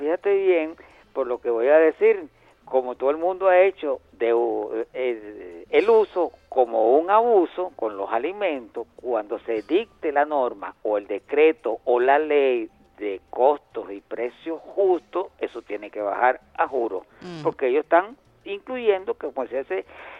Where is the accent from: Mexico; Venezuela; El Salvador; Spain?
Venezuela; como venezolano